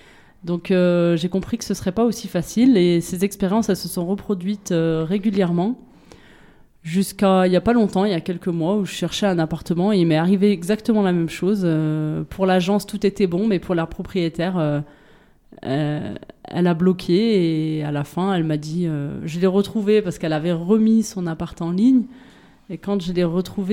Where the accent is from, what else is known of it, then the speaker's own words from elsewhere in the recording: France; born there; moi, je suis née en France, de parents nés en France